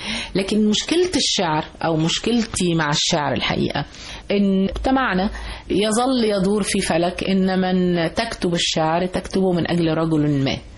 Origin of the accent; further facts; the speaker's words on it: Egypt; أنا ست مصرية بسيطة زي كل الستات المصريات، وبفخر أني كده، ولن أكون غير كده.